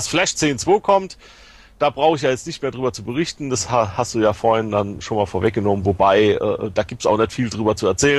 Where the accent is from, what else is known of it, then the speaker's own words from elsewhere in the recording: Germany; Ich komme doch aus Germany.